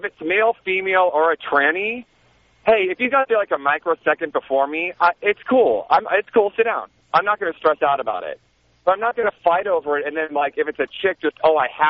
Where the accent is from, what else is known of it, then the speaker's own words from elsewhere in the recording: California, United States; Okay, I grew up in the Bay Area.